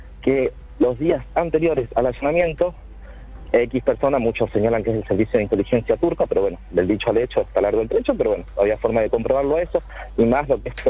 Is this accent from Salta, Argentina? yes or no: no; Córdoba, Argentina; te explico, no, soy cordobés, yo no soy santafesino.